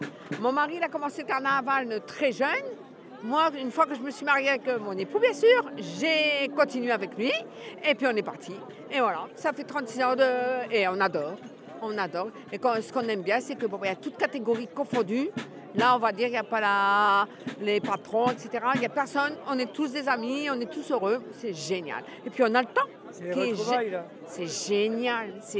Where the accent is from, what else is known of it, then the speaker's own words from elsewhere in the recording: Saint-Pol-sur-Mer, Hauts-de-France, France; Nous, on est de Saint-Paul-sur-Mer.